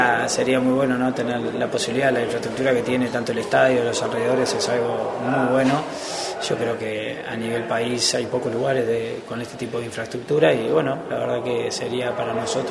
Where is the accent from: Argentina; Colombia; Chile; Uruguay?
Uruguay; Pero obviamente somos uruguayos